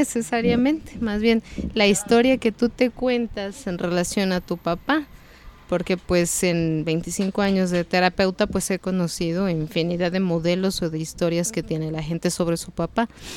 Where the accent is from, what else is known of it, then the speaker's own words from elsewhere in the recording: Mexico City, Mexico; born there; Nacimos en la Ciudad de México, entonces pues siempre nos llevaba caminando.